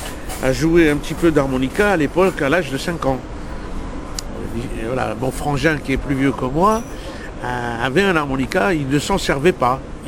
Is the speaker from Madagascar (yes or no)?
no; Algiers, Algiers Province, Algeria; born there; Moi, je suis né à Alger